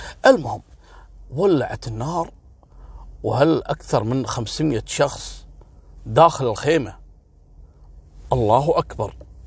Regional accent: Kuwait; سبحان الله، مثل ما حصل عندنا في الكويت التدافع هذا

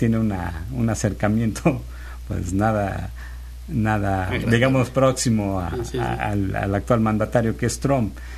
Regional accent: Mexico; pues los dueños somos los mexicanos, ¿no?

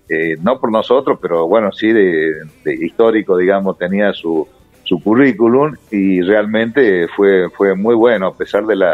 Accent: Tucumán, Argentina; also born or lived in Córdoba / Mendoza; yo tucumano, me crié en Tucumán, estudié en Córdoba en la Escuela de Aviación, de ahí fui a Mendoza, a la Escuela de Caza, y a Reynos, centro del país

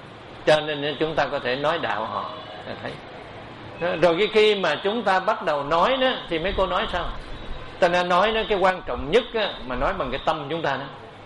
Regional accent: Cu Chi, Ho Chi Minh City, Vietnam; Tại tôi xuất thân ở Củ Chi, cho nên cái đất Củ Chi này là bà con nhiều. Và tôi ở thành phố này nữa cũng vậy.

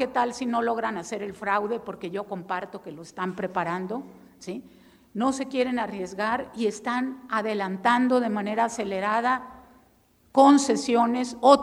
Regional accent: Chihuahua, Mexico; No hay que dejar solos a los rarámuris, los de mi tierra.

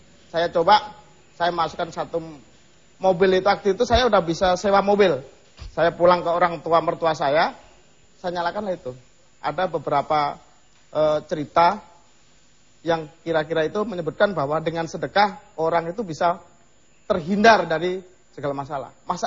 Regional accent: Java, Indonesia; Karena prinsip saya ini perantau. Saya dari Jawa sana.

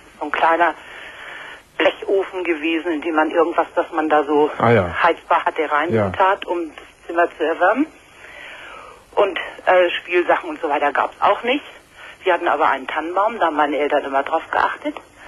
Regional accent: Hamburg, Germany; Und zwar war ich da noch relativ klein, 9 oder 10 Jahre alt. Ich komme aus Hamburg und alles ringsrum kaputt.

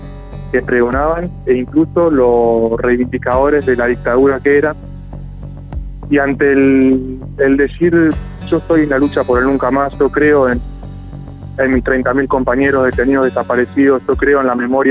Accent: Santa Rosa, La Pampa, Argentina; Yo soy de Santa Rosa, de La Pampa, entonces venía a Buenos Aires a verlo.

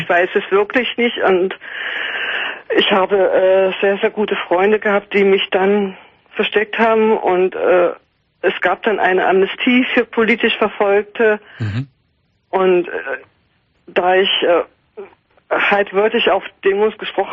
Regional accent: Hoyerswerda, Saxony, Germany; Also, ich komme aus Sachsen, aus der wunderschönen Stadt Hoyerswerda, in der Lausitz.

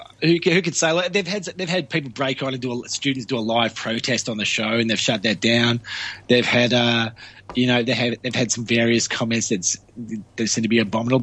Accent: Australia; because we're Australian and we need to simplify everything we say.

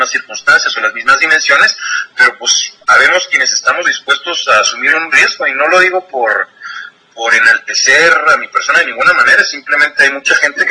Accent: Chihuahua, Mexico; now in Mexico City, Mexico; yo soy de Chihuahua, yo vivo en el DF

